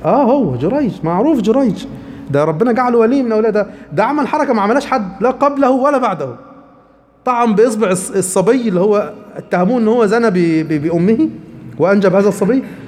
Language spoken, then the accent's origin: Arabic; Upper Egypt, Egypt; عندنا في قريتنا إحنا في الصعيد يعني